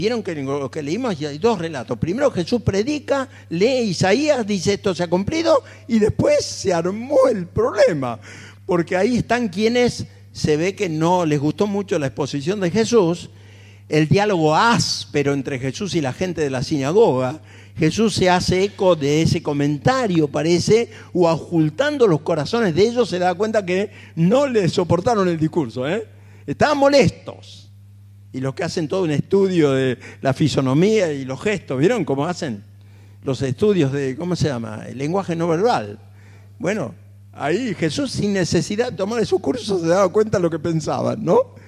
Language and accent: Spanish; Buenos Aires, Argentina; Y como soy porteño me gusta el tango